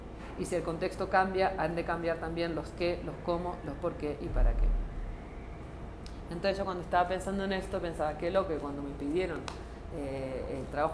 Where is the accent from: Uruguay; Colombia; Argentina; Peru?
Argentina; now in Barcelona, Spain; yo vivo en Barcelona, aunque se nota que no soy, que soy argentina, pero bueno, vivo en Barcelona.